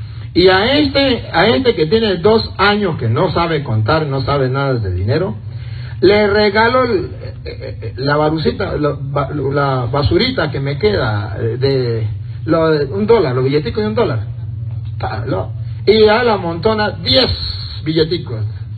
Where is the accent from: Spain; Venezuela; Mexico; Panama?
Venezuela; now in United States; Cuando yo venía para acá, para Estados Unidos, muchos en mi pueblo allá en Venezuela me decían: padre, usted va a ir a Estados Unidos.